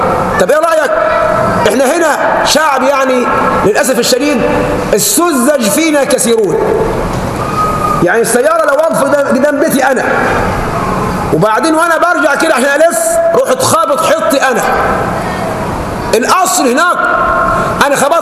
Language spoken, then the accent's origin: Arabic; Egypt; نحن كشعب مصري بيتذهب حقوقنا بين امور